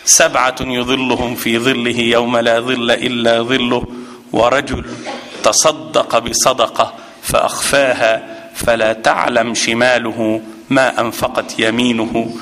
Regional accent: Egypt; هذا عندنا في مصر مال كبير

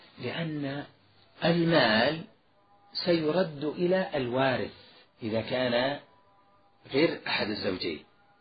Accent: Najd, Saudi Arabia; لذلك سبقا ذكرت ما يوجد عندنا في نجد

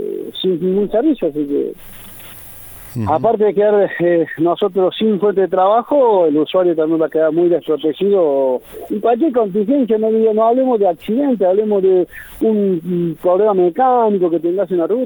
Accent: Córdoba, Argentina; Todos los trabajadores, tanto de las empresas tercizadas como el peaje, somos de Santa María de Punilla a Capilla del Monte, todos los trabajadores.

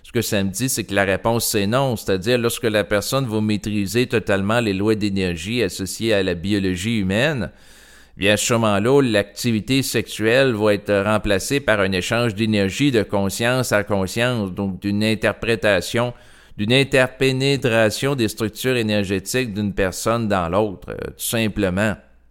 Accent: Quebec, Canada; born there; je suis né au Québec, je suis dans un cadre culturel qui est propice à l'ouverture à l'avortement

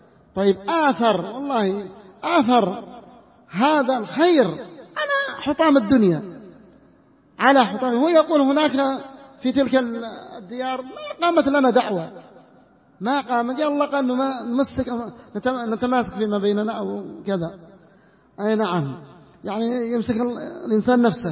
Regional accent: North Yemen, Yemen; في البلاد اليمنية، حتى في المناطق الذي يسمى محتلة عندنا في الشمال

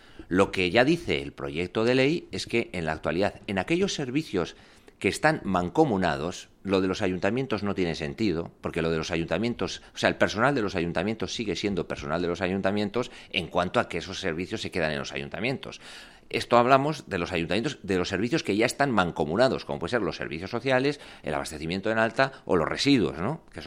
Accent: Navarre, Spain; Yo soy navarro de nacimiento y de familia y hablo euskera también por familia.

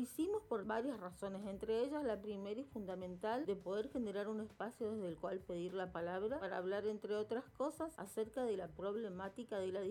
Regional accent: Resistencia, Chaco, Argentina; soy de Resistencia Chaco, de la República Argentina.

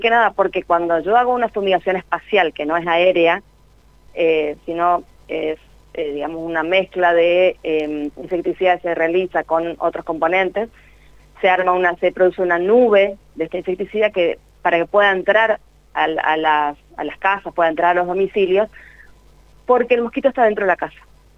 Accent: Chaco, Argentina; Yo soy del Chaco, vivo en la provincia del Chaco.

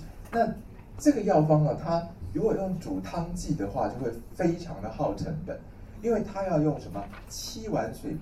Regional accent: China; 我们中国人有一句话叫做“虚不受补”。

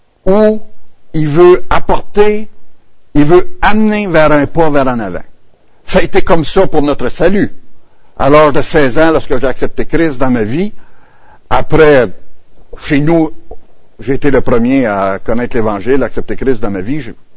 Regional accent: Quebec, Canada; Je suis natif de l'Abitibi, région minière. C'est à l'autre bout.

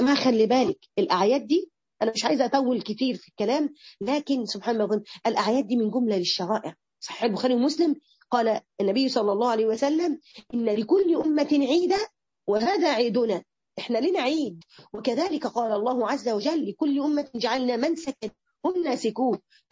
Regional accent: Morocco; انا من المغرب

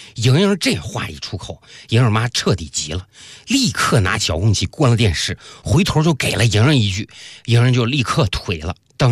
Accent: Northeast China, China; 作为一个东北人，我的人生信条

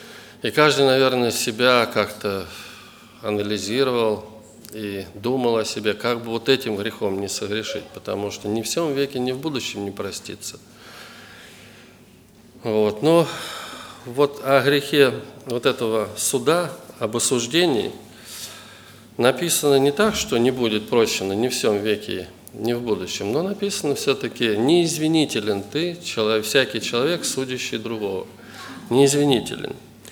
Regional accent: Voronezh, Voronezh Oblast, Russia; я из Воронежа.

